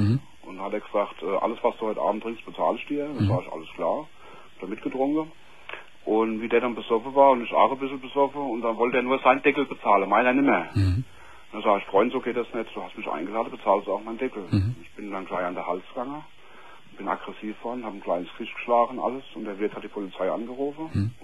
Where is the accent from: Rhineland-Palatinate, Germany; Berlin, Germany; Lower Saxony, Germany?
Rhineland-Palatinate, Germany; Mainz; Ich bin Mainzer.